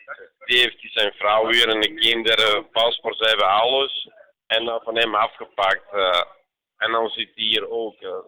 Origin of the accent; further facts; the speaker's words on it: Bosnia & Herzegovina; Dutch is a second language; moved away; En ik kom van Bosnië, die anderen komen van Armenië, Tsjetsjenië komen, Georgië, van Arabië, hebben ze verschillende landen.